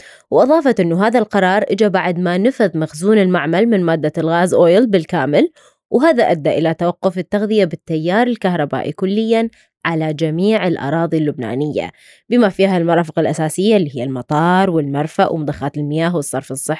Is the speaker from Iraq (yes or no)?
yes; Iraq; إيه بس درجة الحرارة عندنا بالعراق يعني عادي